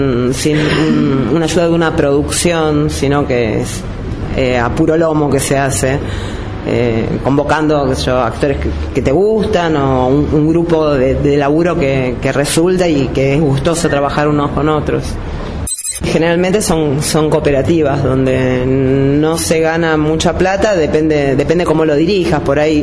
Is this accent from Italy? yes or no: no; Argentina; Lo bueno que creo que tenemos como argentinos